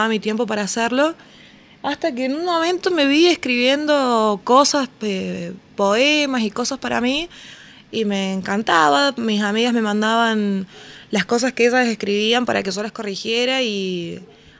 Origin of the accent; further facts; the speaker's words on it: San Luis, Argentina; moved away as an adult; now in Córdoba, Argentina; Así es, soy de San Luis y estoy viviendo acá hace ya 5 años. Me vine a estudiar y acá estoy.